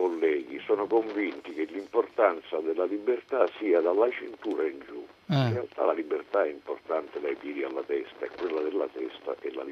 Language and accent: Italian; Messina, Sicily, Italy; Ai catanesi sono nordico, perché sono di Messina, quindi sono a quasi 100 km a nord.